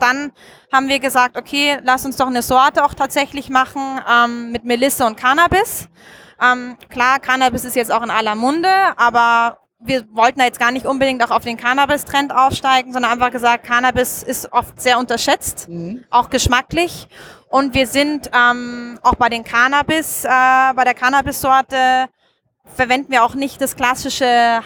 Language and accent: German; Munich, Bavaria, Germany; now in Austria; Ich komme ursprünglich aus München. Mhm. Also ich bin tatsächlich auch eine Deutsche, aber lebe schon seit über 10 Jahren nicht mehr in Deutschland. Mich hat's nach Österreich verschlagen. Okay. In die schöne Alpenregion.